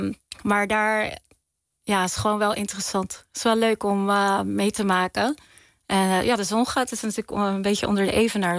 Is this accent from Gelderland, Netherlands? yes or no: no; Ridderkerk, South Holland, Netherlands; Ik ben opgegroeid in Ridderkerk. En wij zijn, je hebt twee dorpen in Nederland die islamitisch Molukse vertegenwoordigen in die zin.